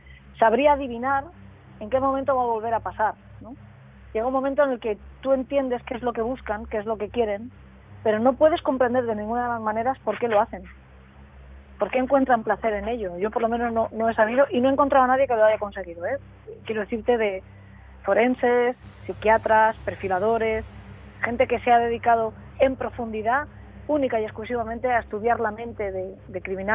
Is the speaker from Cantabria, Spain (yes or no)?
no; San Vicente del Raspeig, Valencian Community, Spain; Yo soy de San Vicente de los Tres, en Alicante